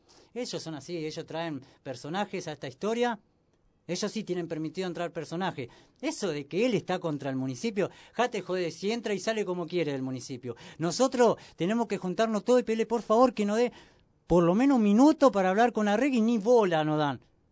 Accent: Argentina; Porque como una familia paraguaya la está sufriendo como yo siendo argentino.

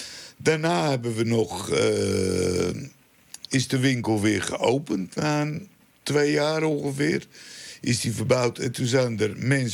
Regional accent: North Holland, Netherlands; Wij komen uit Lamuiden vandaan. Dat ligt onder de rook van Schiphol.

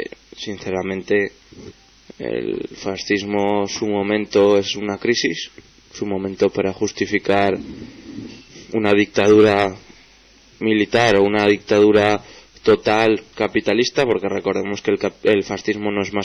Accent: Zaragoza, Aragon, Spain; las radios alternativas de Zaragoza, a los que somos maños

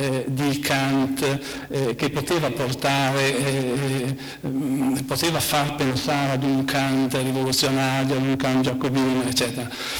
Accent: Padua, Veneto, Italy; Sono chiamato in causa in quanto padovano

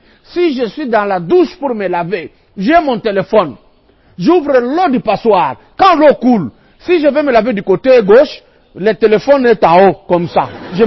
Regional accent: DR Congo; Mais ici, chez nous, au Congo, en RDC

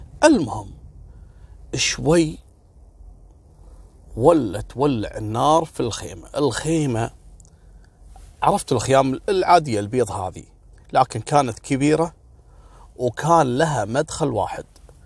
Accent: Kuwait; سبحان الله، مثل ما حصل عندنا في الكويت التدافع هذا

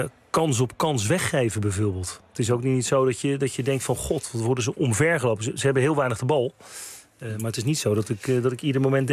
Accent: Netherlands; Maar ik heb ook het idee dat we als Nederlanders, en daar reken ik mezelf ook toe

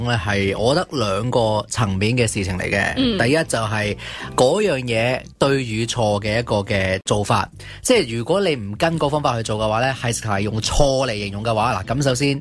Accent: China; 我哋中国人咧有句说话叫做事不关己，己不劳心啊！

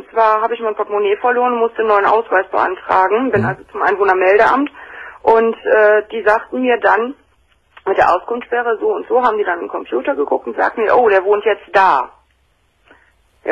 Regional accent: Germany; Und ich bin Deutsche.

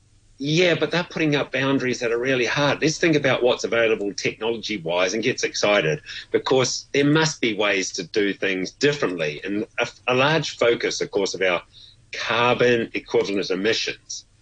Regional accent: New Zealand; And as a Kiwi, it was like, oh, my goodness.

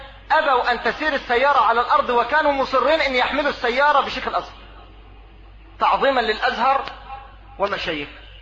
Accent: Egypt; لا سيما في بلدنا مصر

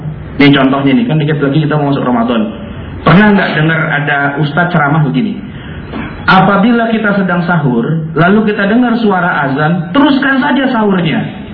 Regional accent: Jakarta, Indonesia; Saya orang Betawi, bisa juga tuh, karena sejak kecil saya belajar

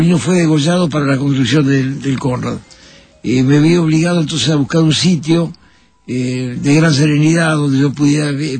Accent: Montevideo, Uruguay; born there; Yo nací en Montevideo, seguramente un día nublado, porque después busqué el sol por todos lados. Un primero de noviembre de 1923

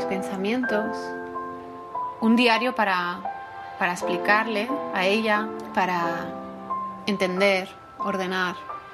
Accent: Denmark; Bueno, yo soy de Dinamarca, pero Laponia no, Laponia está varios países más arriba.

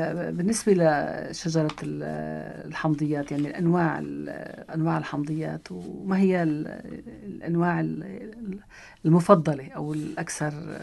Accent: Syria; نعم، موجود عندنا بسوريا هيدا.

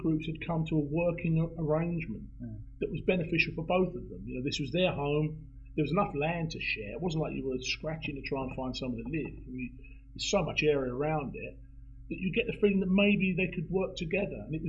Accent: London, United Kingdom; as a Londoner, is really part of it.

